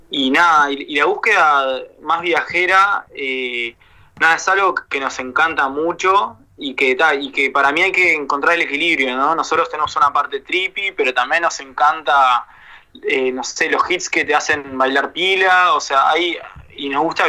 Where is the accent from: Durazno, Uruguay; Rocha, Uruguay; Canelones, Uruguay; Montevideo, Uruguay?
Rocha, Uruguay; La Paloma; Como nos criamos principalmente en La Paloma